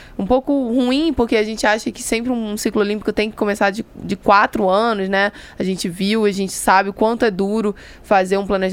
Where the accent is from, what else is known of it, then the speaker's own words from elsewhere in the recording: Rio de Janeiro, Brazil; Eu sou carioca, né, como todo mundo já percebeu